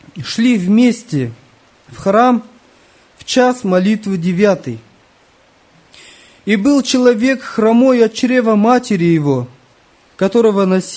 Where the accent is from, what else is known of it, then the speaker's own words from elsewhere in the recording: Kazakhstan; Я смотрю, одни казахи. Кто будет проводить собрание? Среди нашей группы я всего один казах.